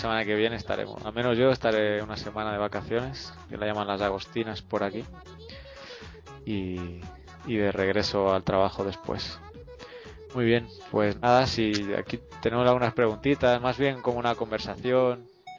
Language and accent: Spanish; Barcelona, Catalonia, Spain; moved away as an adult; now in El Salvador; yo soy español también de Barcelona y lo que pasa es que estoy trabajando aquí en El Salvador. Empecé a trabajar con una ONG y ya llevo 8 años aquí, me he quedado.